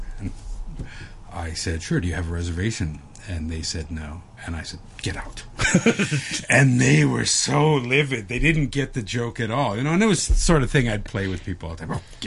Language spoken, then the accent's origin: English; Chicago, Illinois, United States; because I'm from Chicago, it would be summer sausage.